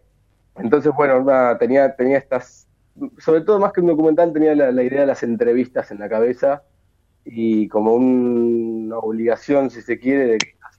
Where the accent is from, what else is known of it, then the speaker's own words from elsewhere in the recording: Ramos Mejía, Buenos Aires Province, Argentina; now in Buenos Aires, Argentina; Yo soy oriundo de Ramos Mejía, si bien ahora vivo en Capital, en Ciudad de Buenos Aires, soy de Ramos y bueno, tengo un poco el corazoncito ahí.